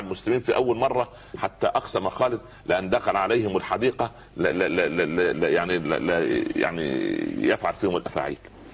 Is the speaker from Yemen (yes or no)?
no; Upper Egypt, Egypt; يقول عندنا في الصعيد على القدر بورما